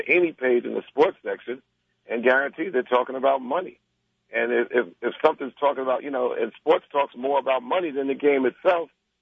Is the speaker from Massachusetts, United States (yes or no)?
no; Roosevelt, New York, United States; We come from Roosevelt, Long Island, from two vastly different paths.